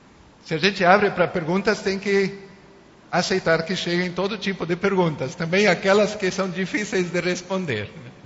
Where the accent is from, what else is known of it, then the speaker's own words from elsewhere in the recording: Uruguay; Portuguese is a second language; now in Brazil; Eu não falei de mim, mas eu nasci e me criei no Uruguai, não sou brasileiro de nascença, nunca passei por uma escola brasileira.